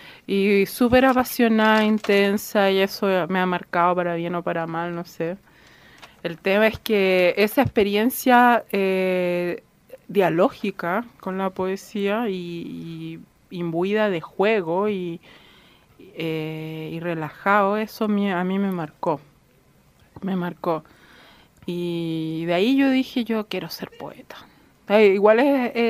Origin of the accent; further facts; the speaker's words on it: Santiago, Santiago Metropolitan Region, Chile; born there; Sí, comunista. Toda mi familia de 3 generaciones. Nací en Santiago.